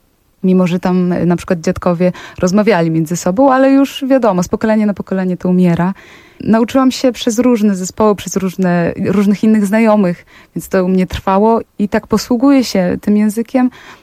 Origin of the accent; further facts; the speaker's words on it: Podlaskie Voivodeship, Poland; ja pochodzę z Podlasia.